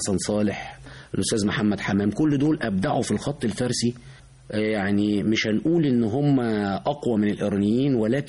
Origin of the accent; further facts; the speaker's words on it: Egypt; احنا كمصريين بنحب الحاجة المصرية أكتر من أي بلد تانية.